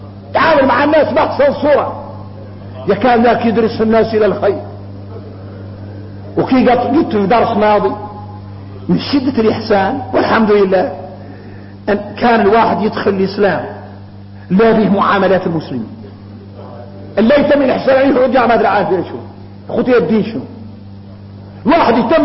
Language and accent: Arabic; Mauritania; الغريب ان احنا موريتاني